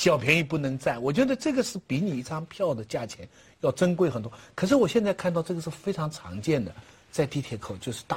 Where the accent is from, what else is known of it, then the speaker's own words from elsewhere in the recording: Taizhou, Zhejiang, China; 哎，我家乡台州。